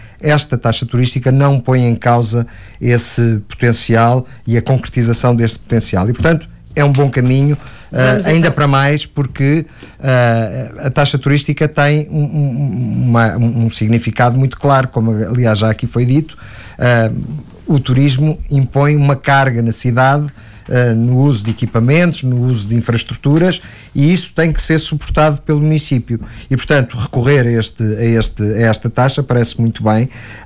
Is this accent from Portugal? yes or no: yes; Lisbon, Portugal; prejudica também o nosso bem-estar enquanto lisboetas